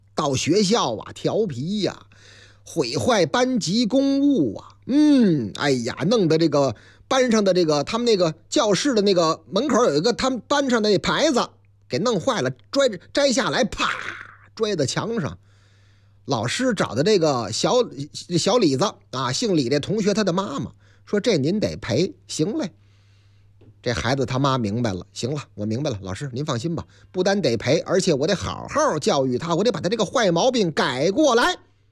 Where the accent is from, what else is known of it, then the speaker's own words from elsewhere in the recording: Henan, China; 我老家河南呐，河南的建成